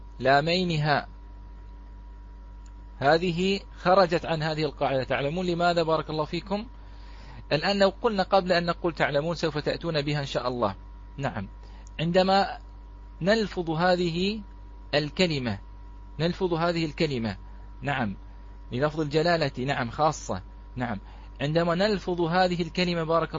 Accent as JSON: {"language": "Arabic", "country": "Bahrain", "said": "هذه بالعامية عندنا في البحرين، نقول يا الله"}